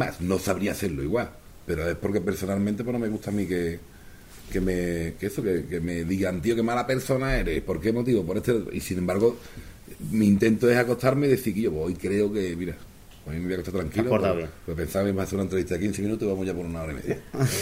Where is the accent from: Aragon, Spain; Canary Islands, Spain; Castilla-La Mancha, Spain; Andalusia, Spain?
Andalusia, Spain; Seville; born there; moved away as an adult; now in Catalonia, Spain; Yo nací en Sevilla, cuando me vine a Cataluña, yo era un empleado de Telefónica